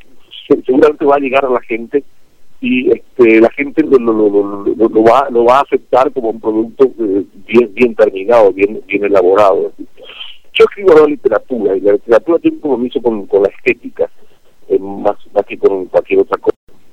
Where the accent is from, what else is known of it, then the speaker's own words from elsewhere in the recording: Paraguay; sin prejuicios lógicos que uno tiene siendo paraguayo